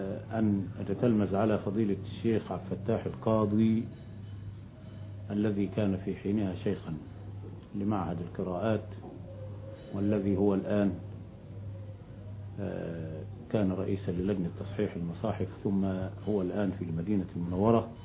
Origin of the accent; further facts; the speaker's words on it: Shubra al-Namla, Gharbia, Egypt; ولدت في قرية بمحافظة الغربية تسمى شبرا النملة، مركز طنطا محافظة الغربية، ونشأت بهذه القرية